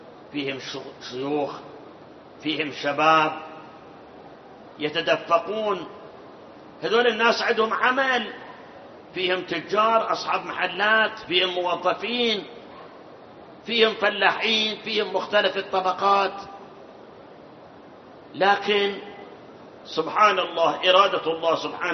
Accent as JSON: {"language": "Arabic", "town": "Karbala", "region": "Karbala Governorate", "country": "Iraq", "said": "أنا أذكر أيام الشباب، احنا من كربلاء كنا نروح مثلا مواكب عزيات 10 20 30 موكب، واحنا معه الى الكاظمية."}